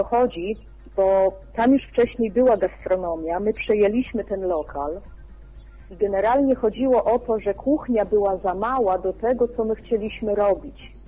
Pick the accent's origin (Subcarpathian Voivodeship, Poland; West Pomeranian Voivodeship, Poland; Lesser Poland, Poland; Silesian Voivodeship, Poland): West Pomeranian Voivodeship, Poland; Szczecinek; Ja jestem ze Szczecinka. To jest miasto